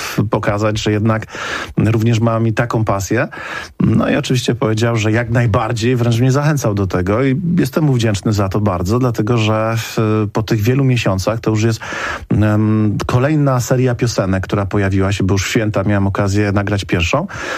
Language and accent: Polish; Katowice, Silesian Voivodeship, Poland; ja jestem również z Katowic